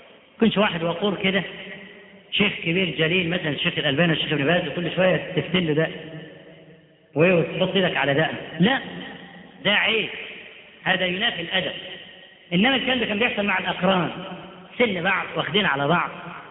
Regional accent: Upper Egypt, Egypt; ده احنا عندنا في الصعيد لحد دلوقتي

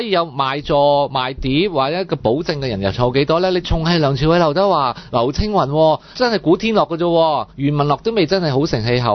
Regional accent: Hong Kong; 我哋香港邊有咁多人啫？人口有老化

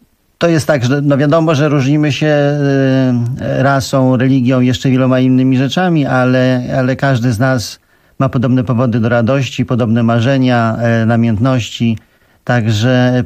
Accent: Abu Dhabi, United Arab Emirates; now in Poland; Ja tam się wychowałem, w Abu Dhabi, także ja tam się czuję tak samo jak tutaj.

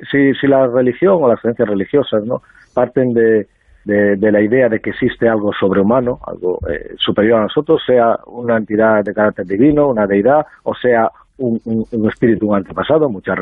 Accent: Galicia, Spain; Sí, claro, soy gallego. Soy antropólogo, pero soy gallego practicante, sí.

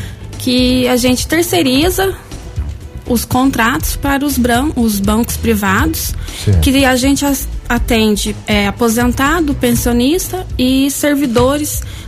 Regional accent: Guaxupé, Minas Gerais, Brazil; now in Guaranésia, Brazil; Sou de Guaxupé.

